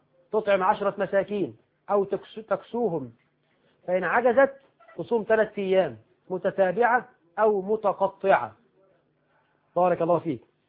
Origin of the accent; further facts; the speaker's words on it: Egypt; يعني هب أن رجلا عندنا في مصر راتبه في الشهر ألفا، ألف جنيه